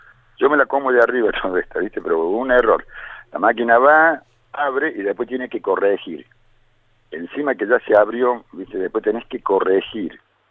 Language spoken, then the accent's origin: Spanish; Córdoba, Argentina; yo cuando me vine del campo, yo soy de Córdoba, soy del campo, cuando me vine del campo hace 20 años había 7.000 personas en Capilla.